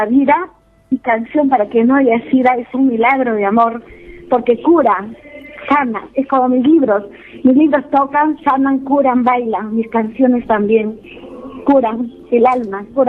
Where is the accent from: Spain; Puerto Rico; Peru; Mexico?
Peru; Pacasmayo, La Libertad; acá, en mi pueblo Pacasmayo, San Pedro de Río, donde fui candidata a la alcaldía